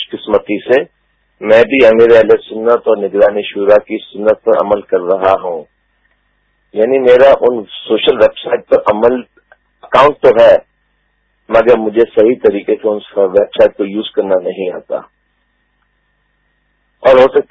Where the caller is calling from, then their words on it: Dallas, Texas, United States; Deals Texas U S A سے عرض کر رہا ہوں.